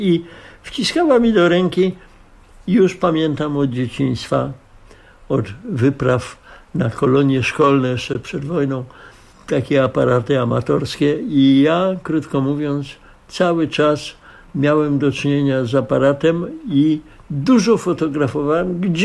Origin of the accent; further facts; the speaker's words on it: Milanówek, Masovian Voivodeship, Poland; born there; Urodziłem się w Milanówku jako syn tamtejszego naczelnika poczty … jego żony … prowadzącej w tymże Milanówku zakład fotograficzny.